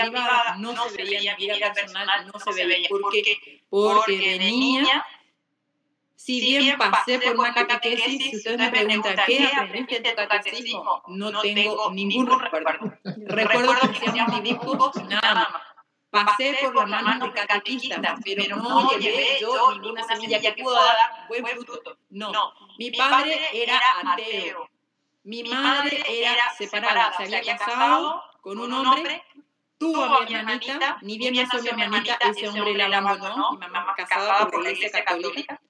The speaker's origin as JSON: {"language": "Spanish", "country": "Argentina", "lives_now": "Paraguay", "said": "Yo soy argentina, estudié allá"}